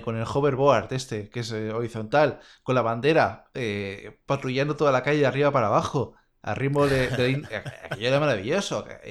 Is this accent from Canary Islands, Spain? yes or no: no; Catalonia, Spain; Pero claro, nosotros que somos catalanes